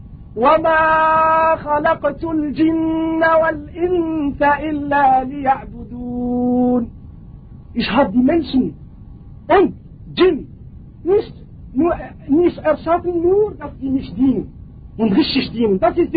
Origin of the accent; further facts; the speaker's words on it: Morocco; German is a second language; ich selber, ich komme aus Marokko, wir haben ein Gebiet in Marokko